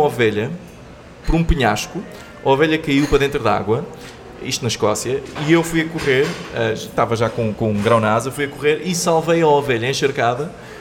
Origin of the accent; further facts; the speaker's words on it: Portimão, Algarve, Portugal; now in Lisbon, Portugal; Sou de Portimão.